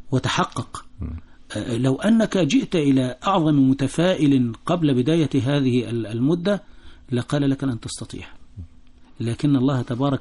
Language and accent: Arabic; Egypt; لها مردود أنها وفرت لي كمصري شيء مما أستحقه في هذه الحياة